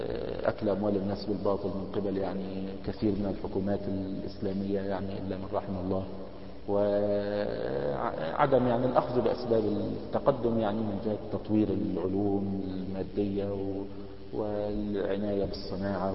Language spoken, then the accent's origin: Arabic; Egypt; now in United States; يعني عندنا في مصر حول يعني معونات من الدول الأجنبية